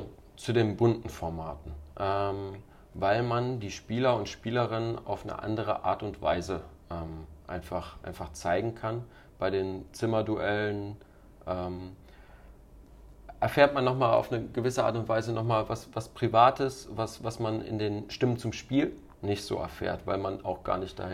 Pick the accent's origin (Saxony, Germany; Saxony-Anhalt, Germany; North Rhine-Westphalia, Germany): North Rhine-Westphalia, Germany; Bonn; born there; Ich bin gebürtig aus Bonn.